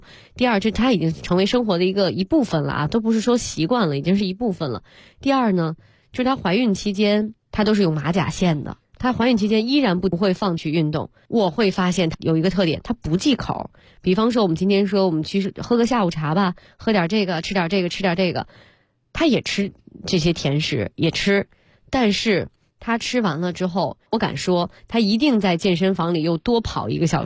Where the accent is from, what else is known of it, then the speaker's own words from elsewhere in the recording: China; 那一般这种我们中国人也都是晚餐感觉是最大的一餐